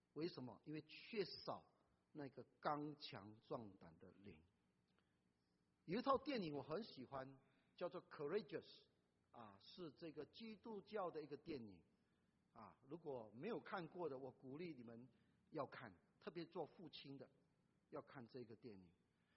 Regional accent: China; now in United States; 我知道我们中国人的父母很看重孩子的教育

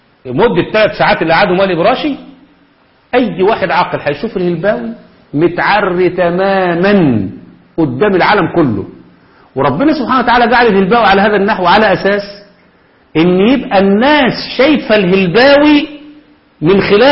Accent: Egypt; في لجنة الخمسين عندنا في مصر

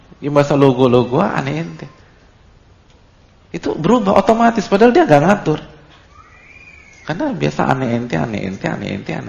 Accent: Jakarta, Indonesia; Saya dari kecil sampai SMA itu di Jakarta, omongannya logo-logua. Habis itu pondok 2 tahun, terus setelah itu 5 tahun lagi.

